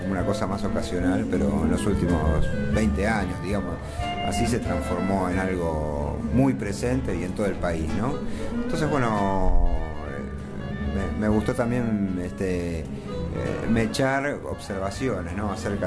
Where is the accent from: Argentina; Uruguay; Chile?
Argentina; cómo nos relacionamos los argentinos con la comida, ¿no?